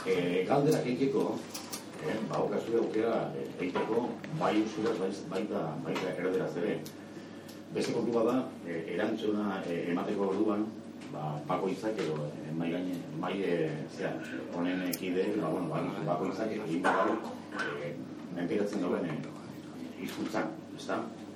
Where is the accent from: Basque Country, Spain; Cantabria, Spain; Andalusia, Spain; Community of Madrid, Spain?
Basque Country, Spain; Bilbao; me he recuperado solo porque soy de Santucho Bilbao